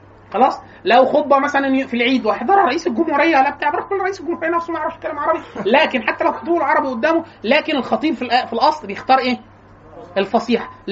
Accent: Upper Egypt, Egypt; يعني انا وانا من محافظه من الصعيد ما كنتش بفهم ولا حاجه

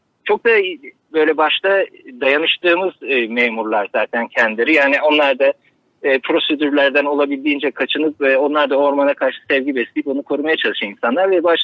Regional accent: Istanbul, Turkey; Ama tabii yani, İstanbul'da doğup büyüdük.

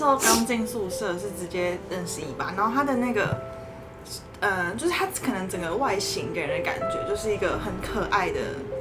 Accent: Tainan, Taiwan; moved away as an adult; now in Taipei, Taiwan; 因为我是台南人。然后上来台北念书之后，就还是会有一点就是寂寞的感觉。

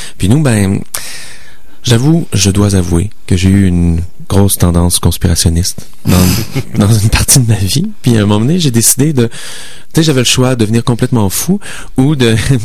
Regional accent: Quebec City, Quebec, Canada; On vient de Québec, mais là, en fait, moi, je viens de Québec, lui vient de Lyon. On s'est rencontrés à Montréal.

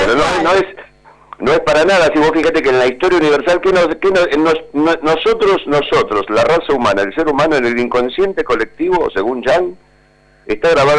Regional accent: Buenos Aires, Argentina; Porque nosotros somos bonaerenses, ¿no?

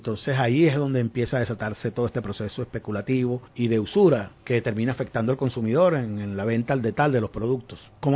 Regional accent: Venezuela; si somos dueños los venezolanos del petróleo, las divisas son de los venezolanos

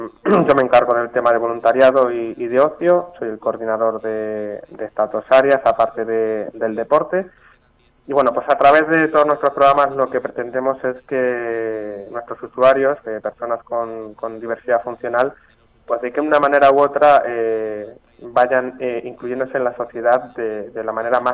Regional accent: Talavera de la Reina, Castilla-La Mancha, Spain; now in Toledo, Spain; Talaverano de pro, y yo vivo en Toledo, pero no soy toledano.

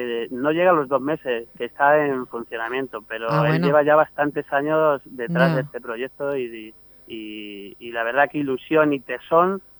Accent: Sotillo de las Palomas, Castilla-La Mancha, Spain; dar a conocer lo que es mi pueblo, que es Sotillo de las Palomas

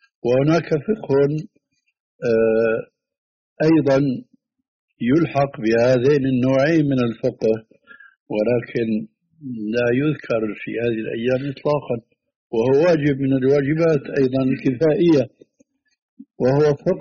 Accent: Levant, Syria; كما يقولون عندنا في الشام، نحن حاطين إيدنا على قلبنا

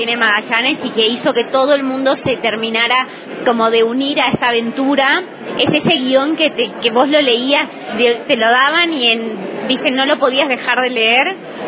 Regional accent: Argentina; soy productora argentina

